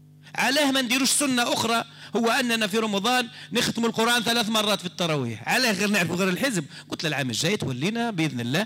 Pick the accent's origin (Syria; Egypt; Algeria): Algeria; أنا مواطن جزائري